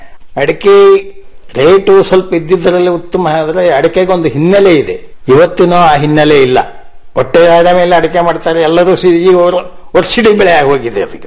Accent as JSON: {"language": "Kannada", "town": "Hosakote", "region": "Karnataka", "country": "India", "tie": "born or raised there", "said": "ಅಲ್ಲೇ ಹೊಸಕೋಟೆ ಅಂತ ನಮ್ಮ ಊರು. ಆ ಊರ್ ಮುಳುಗಡೆ ಆದ್ಮೇಲೆ ನಮ್ಮ ತಂದೆ 4 ಕಡೆ ಆಸ್ತಿ ಮಾಡಿದ್ರು."}